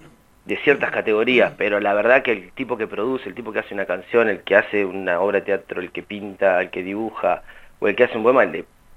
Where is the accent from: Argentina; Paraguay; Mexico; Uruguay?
Argentina; Rauch, Buenos Aires Province; now in La Plata, Argentina; yo soy oriundo de la ciudad de Rauch, hay algunas reminiscencias de mi pueblo, toda mi vida en La Plata y mis primeros 2 años en la capital, que no es pavada para un pibe de pueblo